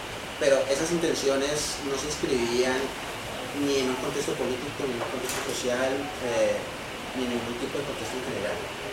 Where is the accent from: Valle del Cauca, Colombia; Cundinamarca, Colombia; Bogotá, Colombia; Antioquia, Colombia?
Valle del Cauca, Colombia; Cali; vamos a pensarnos como caleños y como empresarios caleños